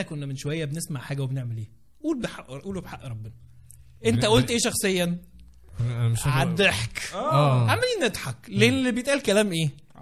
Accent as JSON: {"language": "Arabic", "country": "Egypt", "said": "احنا وبالذات احنا كمصريين احنا بنسمي الحاجات"}